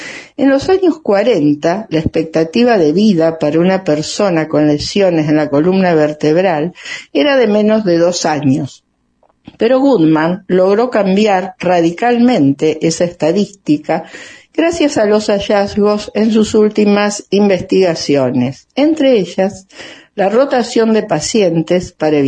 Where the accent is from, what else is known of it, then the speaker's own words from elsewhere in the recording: Rosario, Santa Fe, Argentina; rosarina, atleta paralímpica en Toronto 1976 y Holanda 1980